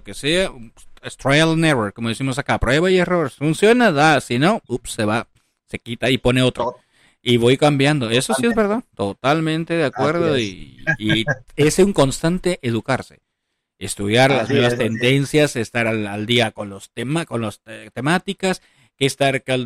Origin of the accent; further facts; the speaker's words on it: Peru; O sea, los mil oficios, decimos en mi país, en Perú.